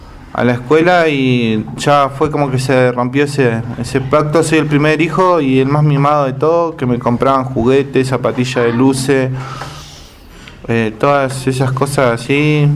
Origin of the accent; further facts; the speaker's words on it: Bariloche, Río Negro, Argentina; yo nací acá en Bariloche. Soy del 9 de noviembre del 90 y fui criado por mis abuelos en el campo Villa Yanquín.